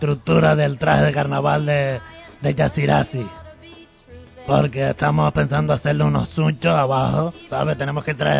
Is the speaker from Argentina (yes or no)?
no; Canary Islands, Spain; No, pero soy canario.